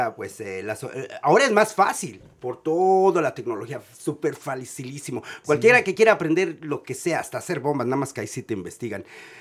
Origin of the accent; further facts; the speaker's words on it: Mexico City, Mexico; born there; mi padre es de Michoacán, mi madre de la Ciudad de México. Entonces, uno escucha, yo nací en la Ciudad de México, me dicen chilango